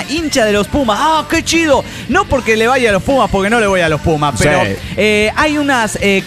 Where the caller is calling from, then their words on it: Mexico City, Mexico; soy el hijo de Tlaloc, de la antigua Tenochtitlan, México.